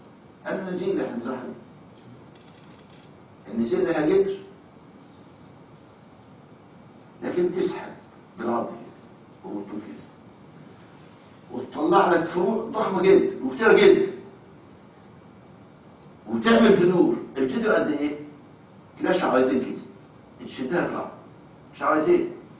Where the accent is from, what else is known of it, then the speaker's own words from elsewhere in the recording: Egypt; طرح عندنا في مصر بيجيب 7 سنين